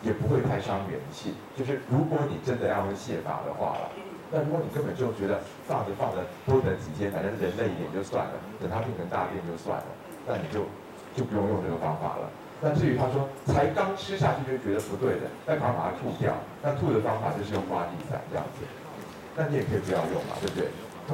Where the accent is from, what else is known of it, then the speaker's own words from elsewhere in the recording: Taiwan; 而尤其如果要说我们台湾人的话，冷东西吃的比较多